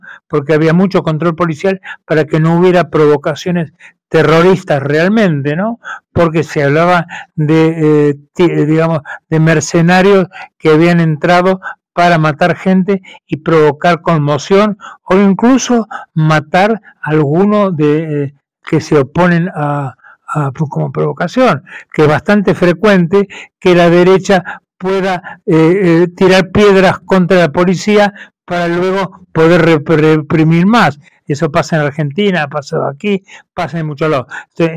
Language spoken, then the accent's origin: Spanish; Caracas, Capital District, Venezuela; sigo viviendo en Venezuela, porque mi país donde yo nací, mis montañas, en el caso de Caracas, o mis lagos, o mi gente, o mis familiares que siguen viviendo aquí.